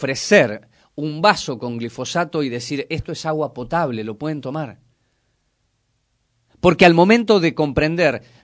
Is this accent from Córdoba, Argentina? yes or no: yes; Córdoba, Argentina; Conozco Ituzaingó porque me crié en Córdoba durante 25 años.